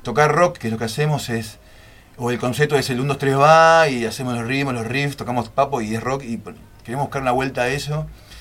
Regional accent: Wilde, Buenos Aires Province, Argentina; Nosotros somos de Wilde y todas las bandas que están sonando ahora, creo que la gran mayoría toqué. Yo toco desde los 16 en vivo y tengo 40

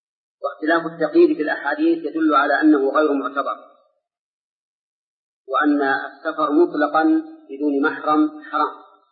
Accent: Saudi Arabia; أي في بلادنا المملكة العربية السعودية

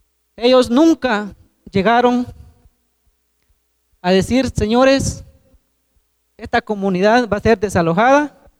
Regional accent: Guatemala; somos legítimos guatemaltecos

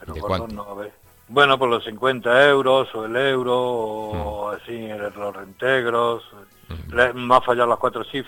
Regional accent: Granada, Andalusia, Spain; born there; moved away; Yo soy nacido en Granada, pero me vine aquí en el año 78.

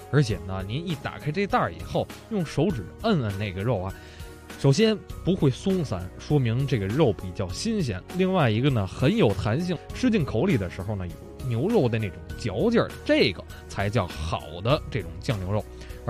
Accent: Beijing, China; 首先我喜欢吃咱们北京的酱货，我是北京人吧

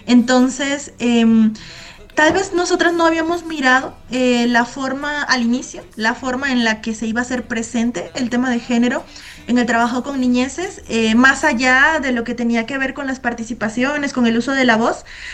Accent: Tabasco, Mexico; nosotras somos de Tabasco, todas, somos tres

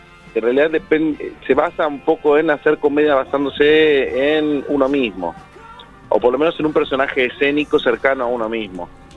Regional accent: Buenos Aires, Argentina; no hay club en Coghlan. Pero soy de Coghlan.

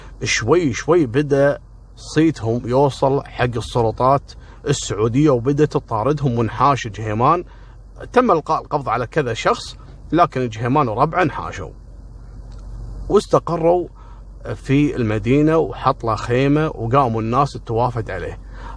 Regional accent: Kuwait; في عندنا في الكويت مطبعة اسمها مطبعة الطليعة

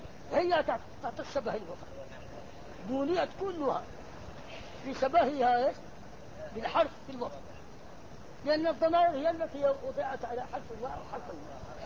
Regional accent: Egypt; now in Mecca, Saudi Arabia; انا مصري ازعل

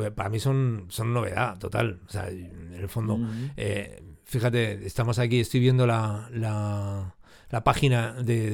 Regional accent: Madrid, Community of Madrid, Spain; born there; Sí, yo nací en Madrid

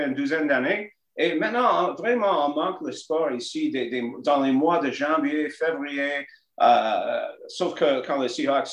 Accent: Montreal, Quebec, Canada; born there; je suis né à Montréal et j'ai vécu à Laval. À Chamonix pendant 20 ans et à Québec pendant 29 ans.

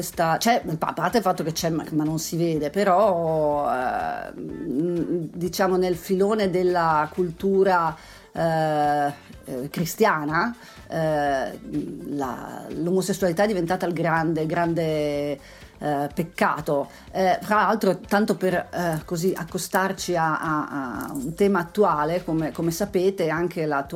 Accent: Pordenone, Friuli-Venezia Giulia, Italy; Fra l'altro io sono cresciuta a Pordenone

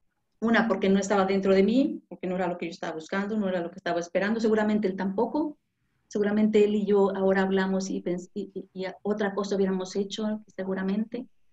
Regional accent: Mexico; now in Spain; siempre he pensado que España me ha enseñado mucho. México me ha dado mucho. Amo mi tierra, amo mi país, amo mi familia.

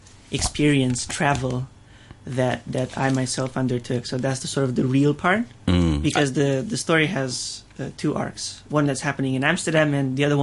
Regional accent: Romania; Well, I was sort of born and raised in Romania

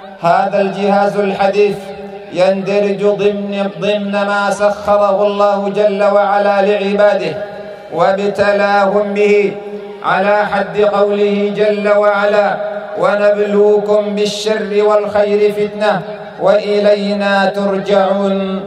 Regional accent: Sudan; وقد قطع من بلدنا السودان جزء، وانتقص من أرضه وشعبه.

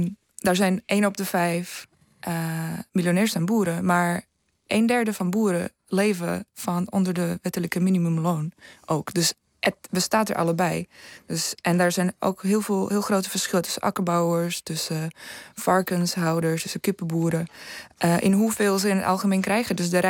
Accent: Slovakia; Dutch is a second language; now in Netherlands; Ja, ik kom zelf niet uit Nederland, namelijk ik kom uit Slowakije. We hebben heel veel bergen

